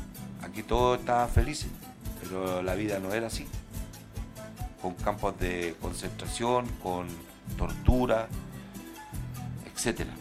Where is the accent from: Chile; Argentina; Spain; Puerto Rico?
Chile; Y no olvidarnos, porque somos chilenos, antes que nada somos chilenos.